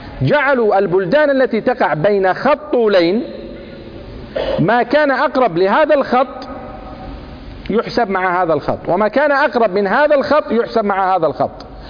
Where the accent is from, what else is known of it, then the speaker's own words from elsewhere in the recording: Sana'a, Sana'a Governorate, Yemen; لأني أنا من صنعاء أصلا